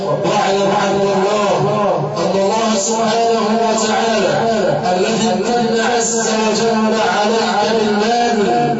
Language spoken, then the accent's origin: Arabic; Egypt; عندنا في مصر عباد الله لو كان احد الناس ياكل من المزابل